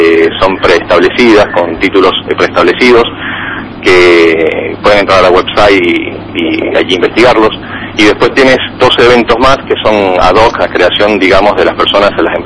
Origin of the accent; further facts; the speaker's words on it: Venezuela; No, soy venezolano.